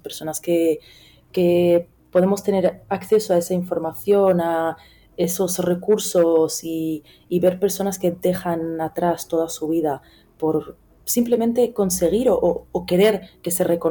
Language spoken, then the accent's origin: Spanish; Melilla, Spain; estoy viviendo aquí una ciudad, mi ciudad natal, pequeña